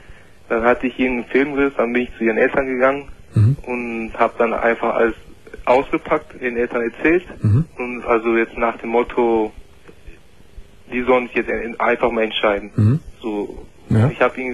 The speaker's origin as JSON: {"language": "German", "country": "Turkey", "said": "Sie ist eine Deutsche und ich bin Türke."}